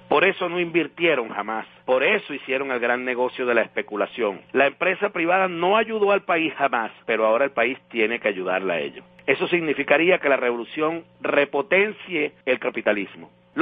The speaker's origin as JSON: {"language": "Spanish", "country": "Venezuela", "said": "Los que no tenemos somos los venezolanos decentes y honestos, que estamos aquí dando la batalla"}